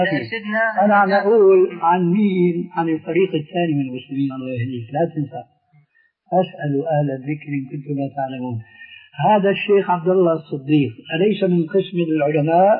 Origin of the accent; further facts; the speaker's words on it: Syria; كما يقولون عندنا في الشام نقول أساطير